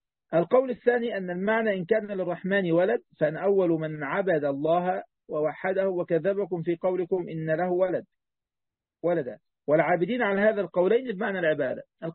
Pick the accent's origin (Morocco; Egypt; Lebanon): Egypt